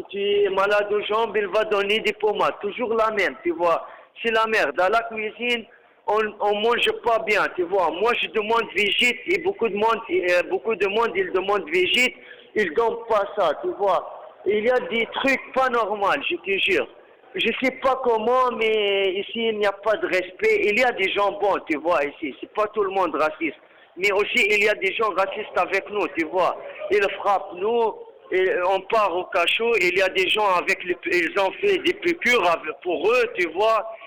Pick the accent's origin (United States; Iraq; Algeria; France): Iraq; French is a second language; moved away; J'ai quitté mon pays, tu vois. Moi, je venais de l'Irak.